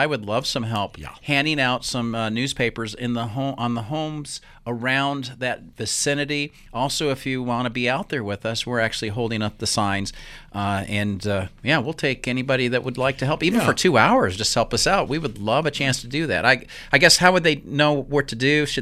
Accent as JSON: {"language": "English", "region": "Utah", "country": "United States", "said": "I think we, as a Christian body in the Boise area, Idaho, and I'm from Utah"}